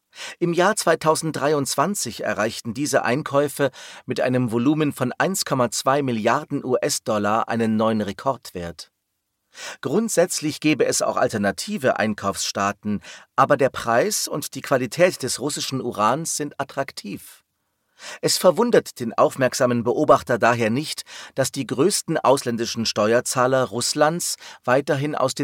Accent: Berlin, Germany; im Westteil meiner Heimatstadt Berlin.

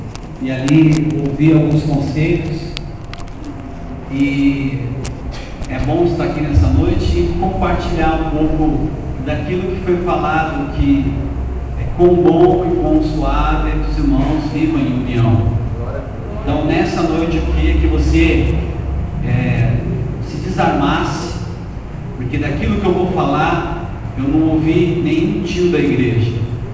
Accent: São Paulo, Brazil; Eu sou paulista, sou paulistano, sou casado com uma carioca

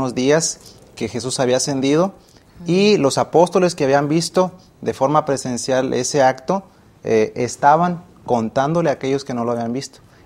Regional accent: Michoacán, Mexico; soy originario de Michoacán y estudio teología aquí en la Universidad de Montemorelos.

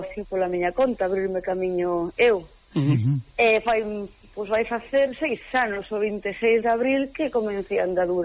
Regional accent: Quiroga, Galicia, Spain; eu son de Quiroga, estudiei a carreira en Lugo, enxiñeira agrícola

